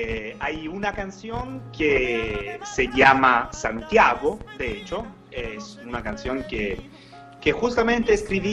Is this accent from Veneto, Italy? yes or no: no; Apulia, Italy; Spanish is a second language; Estoy acá en Italia, en el sur de Italia, en el taco de la bota, en mi país.